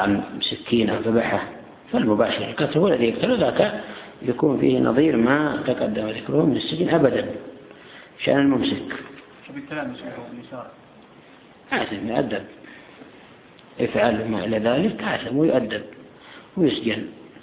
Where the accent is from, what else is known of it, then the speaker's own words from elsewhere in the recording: Yemen; وهم الآن يعملون حيلة في بعض الأماكن عندنا في اليمن